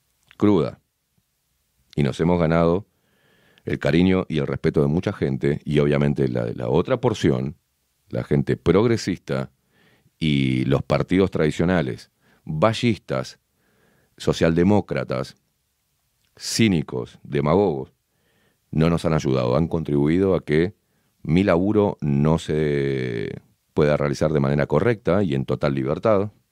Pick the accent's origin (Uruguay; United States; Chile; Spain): Uruguay; Más de Uruguay no. Y estamos pegados. Somos un apéndice de Argentina.